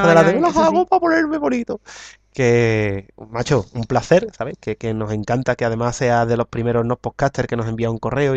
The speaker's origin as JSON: {"language": "Spanish", "region": "Andalusia", "country": "Spain", "said": "Por cierto … soy de Sevilla, Rota, Cádiz."}